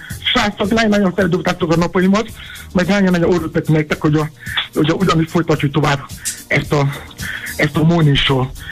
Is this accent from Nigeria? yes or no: yes; Nigeria; Hungarian is a second language; now in Hungary; amikor gyerek voltam Nigériában, én is álltam sorba, korán reggel